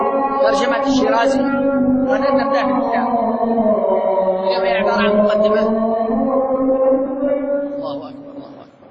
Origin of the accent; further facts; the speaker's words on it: Yemen; عندنا في اليمن